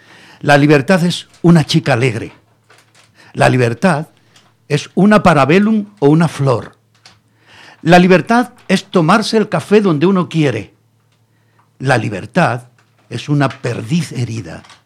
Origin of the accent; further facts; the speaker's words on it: Granada, Andalusia, Spain; moved away; yo soy de Granada, aunque llevo aquí ya 50 años, pero yo nací en Granada.